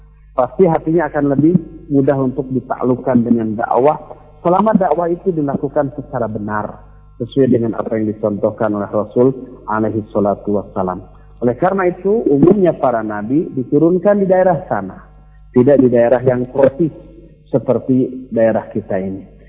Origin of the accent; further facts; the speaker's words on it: Bandung, West Java, Indonesia; kita orang Bandung di sini, rata-rata kesannya lembut, lunak, lili, begitu ya.